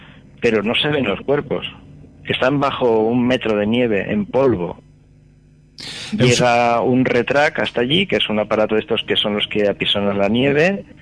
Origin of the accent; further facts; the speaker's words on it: Alicante, Valencian Community, Spain; nosotros somos también de Alicante, pero no somos los desaparecidos.